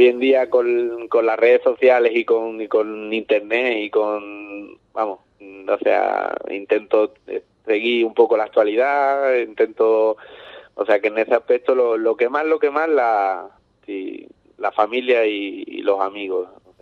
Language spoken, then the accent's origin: Spanish; Ubrique, Andalusia, Spain; porque sí que es verdad que yo soy muy de Ubrique, me gusta mucho Ubrique